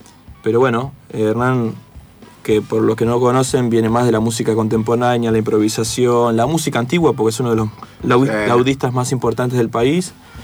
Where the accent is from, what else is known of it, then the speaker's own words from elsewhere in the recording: La Matanza, Buenos Aires Province, Argentina; Somos casi todos de La Matanza